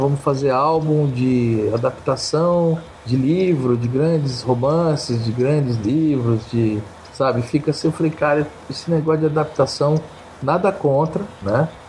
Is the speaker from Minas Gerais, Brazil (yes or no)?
no; Mato Grosso, Brazil; Eu sou de Mato Grosso, né? Então, eu sou meio caipirão, assim, sabe?